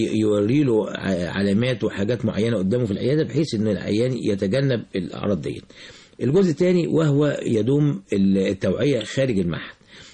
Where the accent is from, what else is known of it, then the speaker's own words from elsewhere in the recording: Egypt; مش عندنا في مصر بس